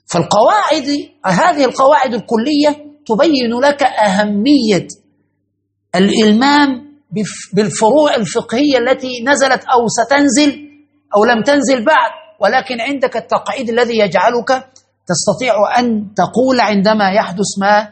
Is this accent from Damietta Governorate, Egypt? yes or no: no; Cairo, Cairo Governorate, Egypt; على شط النهر عندنا في القاهرة